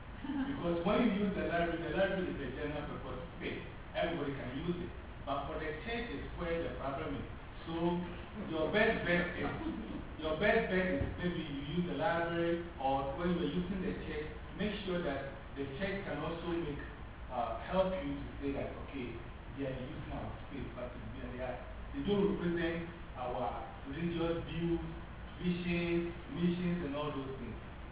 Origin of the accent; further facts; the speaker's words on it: Ghana; In the first place, as we talked … I'm from Ghana. I'm teaching English.